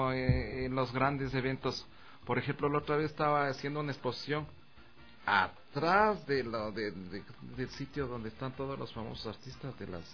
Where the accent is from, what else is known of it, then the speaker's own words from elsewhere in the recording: Calacalí, Pichincha, Ecuador; ahí estoy yo con mi pueblo ahí. Con mi pueblo de Calacalí, incrustado en el centro del mundo